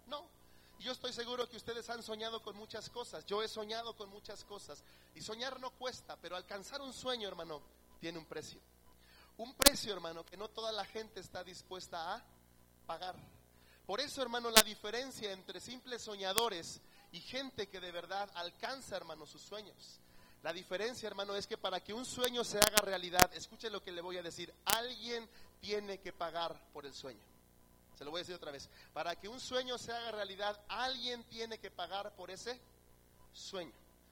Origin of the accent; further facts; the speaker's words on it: Mexico; Hoy, hermano, como mexicanos, estamos de alguna forma de fiesta, ¿verdad?